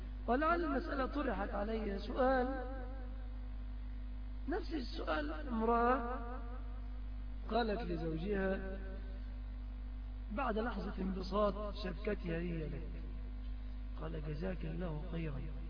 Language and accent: Arabic; Egypt; الشبكة بنعتبرها مهرا في بلادنا مصر بدليل الاتفاق عليها